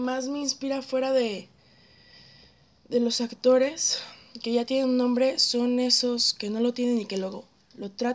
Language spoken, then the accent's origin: Spanish; Guadalajara, Jalisco, Mexico; Yo soy de ahí, estoy totalmente enamorada de mi tierra